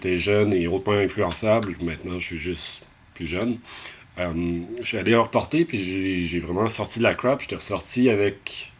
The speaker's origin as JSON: {"language": "French", "town": "Lévis", "region": "Quebec", "country": "Canada", "said": "parce qu'on vient de Lévis, en face de Québec."}